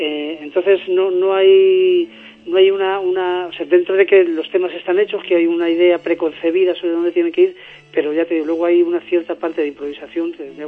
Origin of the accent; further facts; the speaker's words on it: Candeleda, Castile and León, Spain; Yo soy de Candelera, de un pueblo de Ávila.